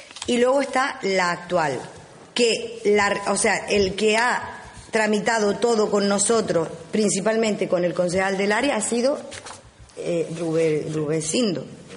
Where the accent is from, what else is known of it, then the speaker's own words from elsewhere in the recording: Uga, Canary Islands, Spain; porque yo en este caso soy del pueblo de Uga y me he criado entre camellos